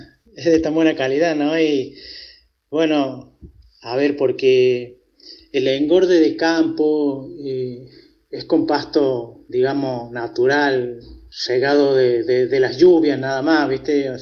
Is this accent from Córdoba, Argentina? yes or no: yes; Cruz del Eje, Córdoba, Argentina; soy de la Comunidad de la Libertad, al norte de la ciudad de Cruz del Eje, 60 kilómetros hacia el norte, al límite con las Salinas Grandes. Y aquí vivo y trabajo desde hace 59 años, que es mi edad.